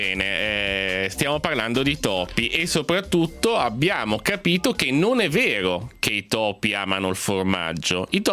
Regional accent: Milan, Lombardy, Italy; quello che a me interessa poi da milanese è il quartiere, cioè una TV che mi racconta Milano

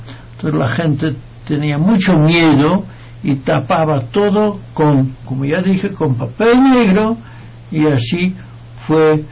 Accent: Netherlands; Trasladémonos a la Segunda Guerra Mundial en Holanda, mi tierra.

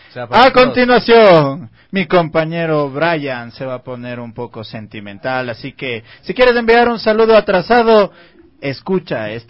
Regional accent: Carchi, Ecuador; del Carchi, tierra linda.

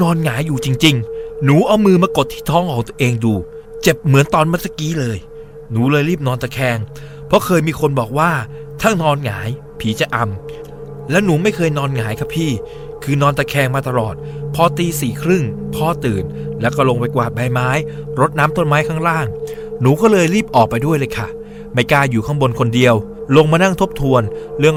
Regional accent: Southern Thailand, Thailand; ทั้งที่หนูเป็นเด็กใต้ที่พูดใต้ไม่เก่ง

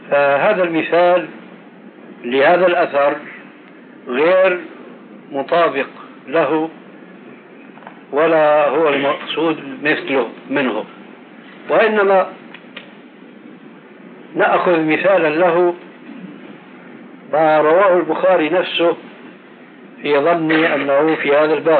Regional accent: Syria

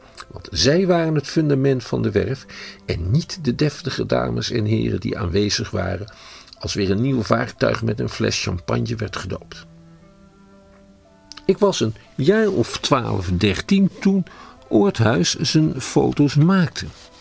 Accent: Schiedam, South Holland, Netherlands; ik ben een Schiedammer van een zekere leeftijd. Toen ik opgroeide, was het bij ons al lang niet meer zo'n Jeneverstad meer.

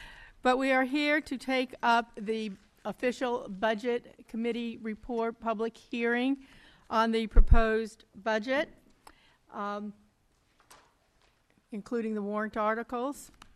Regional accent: New Hampton, United States; I'm from New Hampton, and I am the chair of the budget committee.

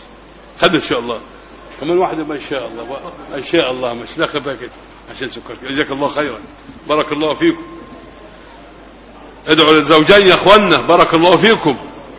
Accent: Egypt; نحن أبناء مصر،

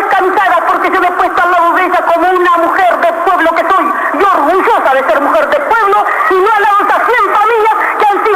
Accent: Argentina; Yo como mujer argentina y como mujer de pueblo

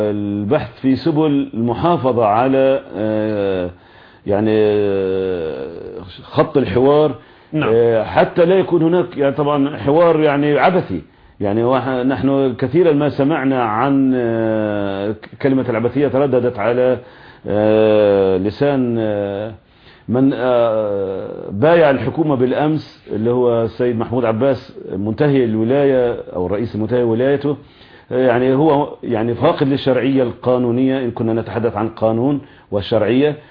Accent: Palestine; لأنه مصلحتنا كفلسطينيين نعلم تماما ويقينا أنها مع الوحدة الوطنية الفلسطينية

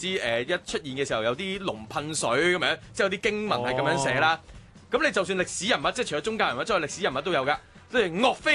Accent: China; born there; 因为我喺大陆出世，所以系

